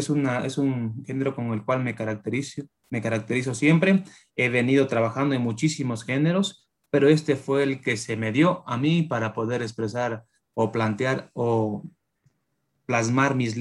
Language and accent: Spanish; Ecuador; Estas hermosísimas letras que nos caracterizan como ecuatorianos, ¿no?